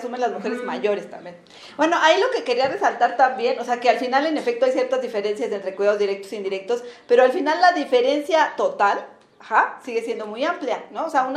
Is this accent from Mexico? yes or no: yes; Mexico; las mujeres en Latinoamérica, las mujeres mexicanas somos, después de Chile, las que tenemos una mayor proporción de tiempo destinado